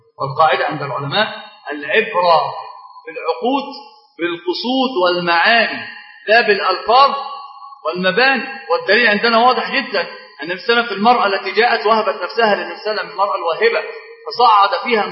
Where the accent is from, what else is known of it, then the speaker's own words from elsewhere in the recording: Egypt; طبعا عندنا معروف جدا ان احنا كمصريين